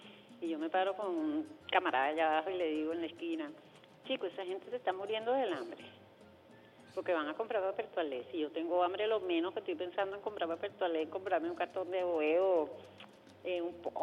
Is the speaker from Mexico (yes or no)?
no; Venezuela; somos venezolanos